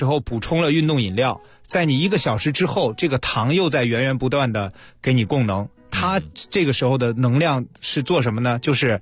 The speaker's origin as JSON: {"language": "Chinese", "country": "China", "tie": "born or raised there", "said": "我是在内陆长大的"}